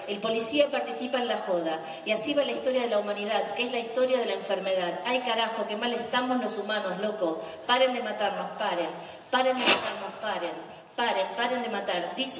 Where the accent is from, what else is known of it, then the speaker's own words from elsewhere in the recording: Argentina; para los que somos argentinos